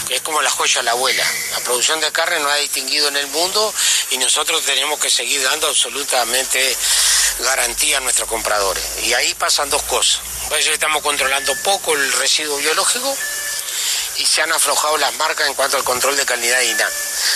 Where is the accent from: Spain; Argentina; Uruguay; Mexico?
Uruguay; Y los uruguayos somos uruguayos y vivimos en esta parte del mundo.